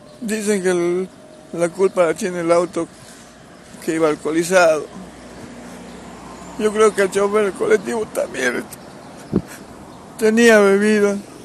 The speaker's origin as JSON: {"language": "Spanish", "town": "General Mosconi", "region": "Salta", "country": "Argentina", "said": "somos de Mosconi, y nos vinimos porque no hay trabajo allá, vivimos de changa."}